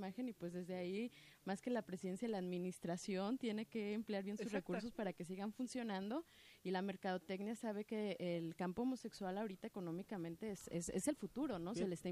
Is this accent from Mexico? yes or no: yes; Mexico; una imagen como mexicanos que nos construimos de un ideal que queremos ser